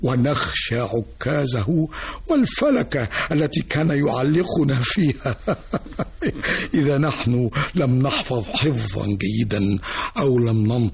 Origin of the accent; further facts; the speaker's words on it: Daqadous, Dakahlia, Egypt; في قريتي داقادوس كانت الجذور الأولى، الأب والأم والإخوة والأهل والأحباب والصحاب والناس الطيبون.